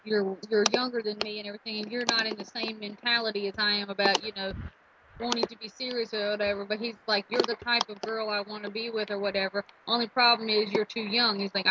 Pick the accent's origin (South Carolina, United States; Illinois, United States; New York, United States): South Carolina, United States; Yeah, that's where I grew up. But I mean, technically I'm Greek, but I was born in the United States and just happened to be born in South Carolina.